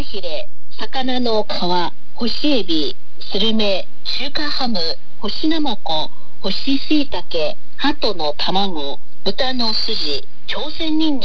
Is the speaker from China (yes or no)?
yes; Fujian, China; 私は福建省の出身ですので今日は福建料理についてお話ししましょう